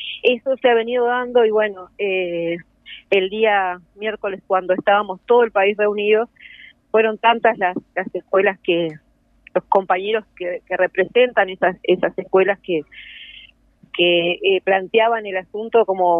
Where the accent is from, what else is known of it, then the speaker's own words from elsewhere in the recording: Paysandú, Uruguay; En este momento estoy volviendo a Paysandú, que yo soy de Paysandú.